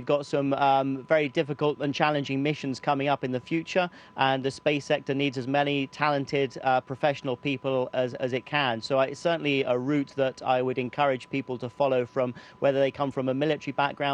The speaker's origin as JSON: {"language": "English", "country": "United Kingdom", "said": "continue to represent the UK as a British astronaut within ESA."}